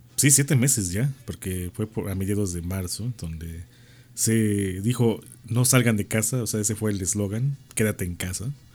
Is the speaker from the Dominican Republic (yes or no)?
no; Puebla, Mexico; Como aquí en Puebla, aunque se festeja el 20 de noviembre, pero todos los que somos poblanos decimos que no es el 18